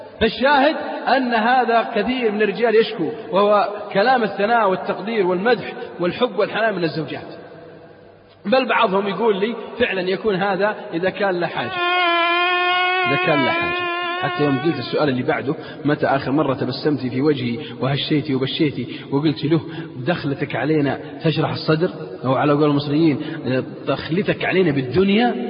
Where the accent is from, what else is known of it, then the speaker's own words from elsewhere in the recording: Saudi Arabia; ليس في بلادنا السعودية